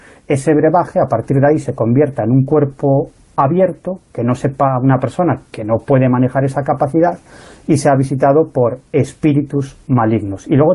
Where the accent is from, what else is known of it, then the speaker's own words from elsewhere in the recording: Galicia, Spain; Por ejemplo, sabéis, yo soy gallego, ¿no?